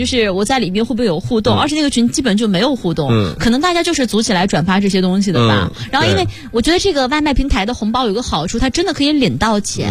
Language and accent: Chinese; Harbin, Heilongjiang, China; 大家好，我是哈尔滨的